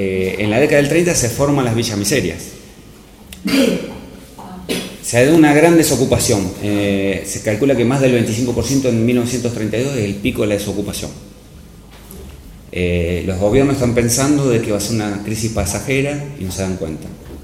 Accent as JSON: {"language": "Spanish", "region": "Santa Fe", "country": "Argentina", "tie": "born or raised there", "said": "mi pueblo, que es en el sur de Santa Fe, en 1914 tenía 5.000 habitantes."}